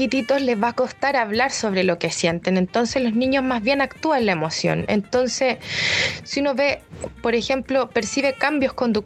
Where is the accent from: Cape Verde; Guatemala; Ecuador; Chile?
Chile; es algo muy de nosotros como chilenos